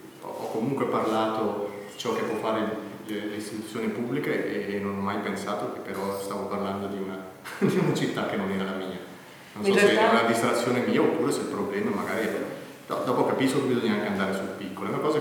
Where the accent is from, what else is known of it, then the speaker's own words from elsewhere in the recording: Bellinzona, Ticino, Switzerland; mi sono reso conto che io sono di Bellinzona.